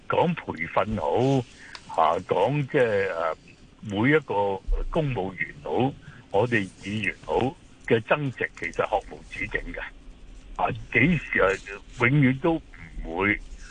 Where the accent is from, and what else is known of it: Hong Kong